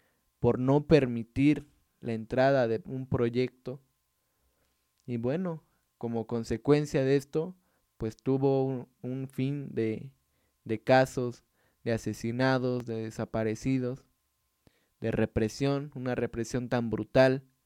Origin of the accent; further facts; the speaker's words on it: Mexico; queremos también recordar algunas fechas nosotros como mexicanos, como pueblos